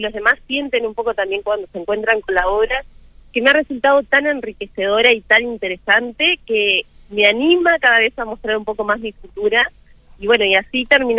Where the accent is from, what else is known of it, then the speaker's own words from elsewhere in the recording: Maldonado, Uruguay; Bueno, yo soy acá de Maldonado